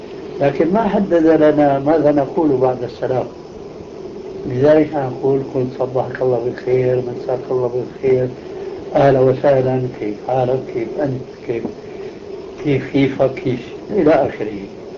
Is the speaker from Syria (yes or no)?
yes; Levant, Syria; كما يقول العامة عندنا في الشام